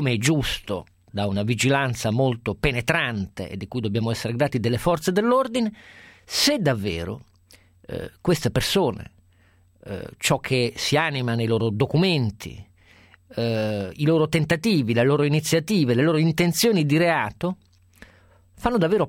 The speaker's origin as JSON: {"language": "Italian", "town": "Turin", "region": "Piedmont", "country": "Italy", "said": "Io stesso sono di Torino e purtroppo assisto da giovane a cose di quel genere"}